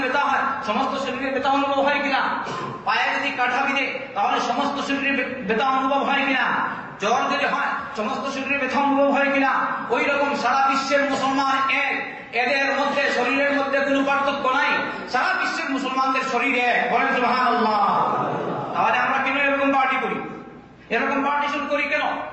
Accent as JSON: {"language": "Bangla", "country": "Bangladesh", "said": "আমি বললাম আমি কলকাতা না, আমি হচ্ছি বাংলাদেশি আর এ হচ্ছে কলকাতা।"}